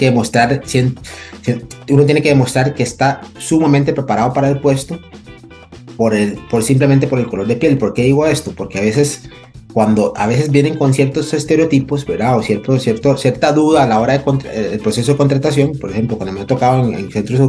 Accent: Limón, Costa Rica; first language Limonese Creole English; Spanish is a second language; mi lengua materna, mi primer, que es una variante lingüística del inglés, que hablamos en Limón

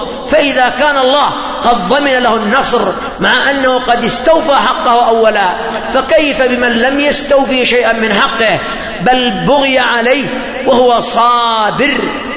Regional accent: Yemen; تكثر الفتن في بلادنا اليمنية

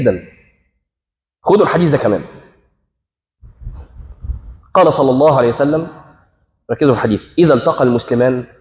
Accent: Egypt; حتى عندنا في مصر يقول لك وانا غلطت في

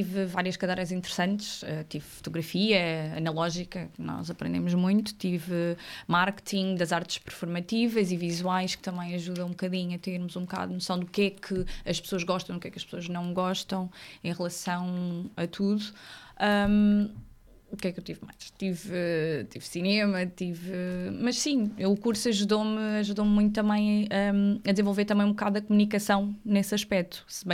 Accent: Évora, Alentejo, Portugal; moved away as an adult; now in Lisbon, Portugal; Eu sou natural de Évora, Alentejo. Sou alentejanita. Vim estar para Lisboa com 19.

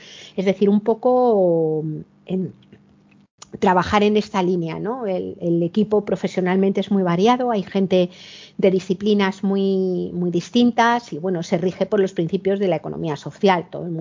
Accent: Madrid, Community of Madrid, Spain; now in Cantabria, Spain; yo cuando ahora vivo en un pueblo de Cantabria, pero he vivido la mayor parte de mi vida en Madrid, que es de donde soy

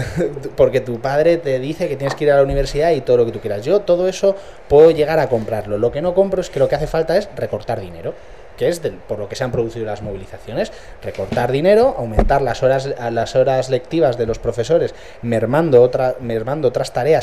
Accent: Community of Madrid, Spain; En mi pueblo de Madrid tengo dos universidades privadas.

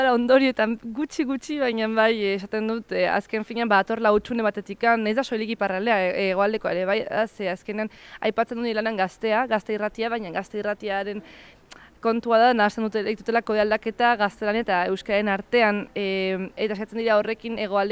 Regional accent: San Sebastián, Basque Country, Spain; ez Donostikoa naiz, eta beti ere bazen nola baiteko estigma Donostiko euskaldunekiko

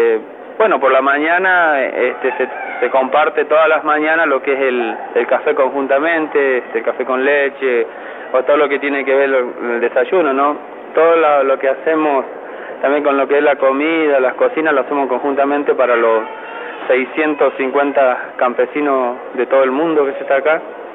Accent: Santiago del Estero, Argentina; soy de Santiago, el Movimiento Campesino Santiago del Estero

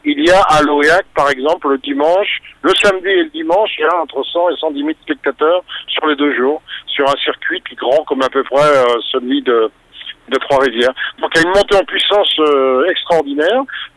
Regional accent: France; Bon, en tant que Français, évidemment

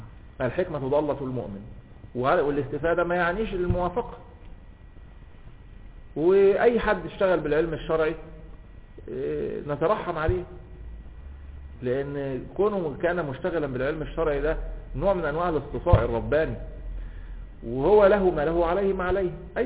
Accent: Alexandria, Alexandria Governorate, Egypt; انا اسكندراني

